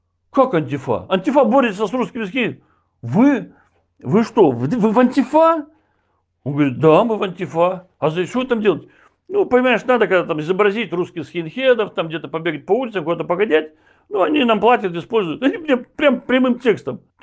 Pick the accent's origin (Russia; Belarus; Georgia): Belarus; твой земляк приехал из Беларуси, я же из Беларуси родом.